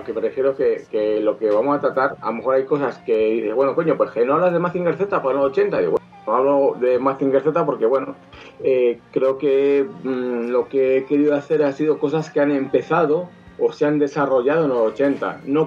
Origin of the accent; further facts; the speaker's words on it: Spain; Y sobre todo para nosotros, como gente española, es una década muy, muy importante.